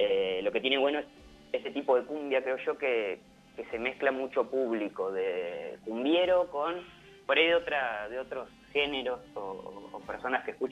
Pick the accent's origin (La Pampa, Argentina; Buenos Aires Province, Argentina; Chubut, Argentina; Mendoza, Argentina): La Pampa, Argentina; General Pico; Y en Santa Rosa, que sí, somos de Pico.